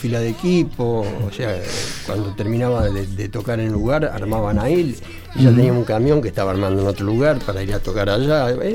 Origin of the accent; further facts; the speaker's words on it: Rosario, Santa Fe, Argentina; now in Buenos Aires, Argentina; Yo vine de Rosario con una banda llamada